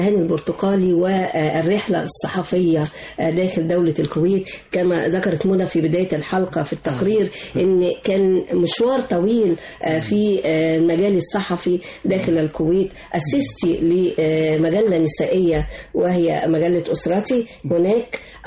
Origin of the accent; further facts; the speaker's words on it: Egypt; وده بيدينا يعني قوة كمصريين ان احنا ندافع عن وطننا